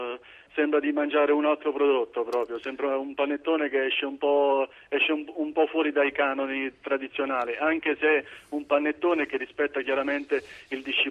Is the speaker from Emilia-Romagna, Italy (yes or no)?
no; Basilicata, Italy; Noi siamo del Vulture, siamo immersi nei castagneti del Monte Vulture.